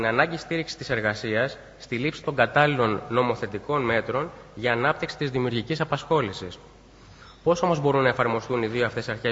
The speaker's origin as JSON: {"language": "Greek", "town": "Lavrio", "region": "Attica", "country": "Greece", "said": "επειδή η καταγωγή μου είναι από το Λαύριο, θα ήθελα υπό μία έννοια να σας καλωσορίσω και στην πόλη μου"}